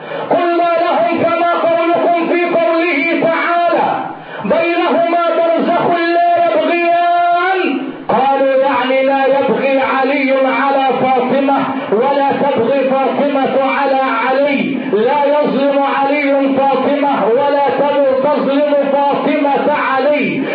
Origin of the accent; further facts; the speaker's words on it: Egypt; البحر الحلو مع المالح وهو موجود عندنا في مصر